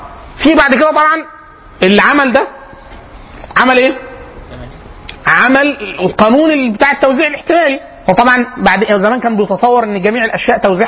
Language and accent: Arabic; Egypt; احنا كمصريين رايحين، احنا معانا كده معانا كبد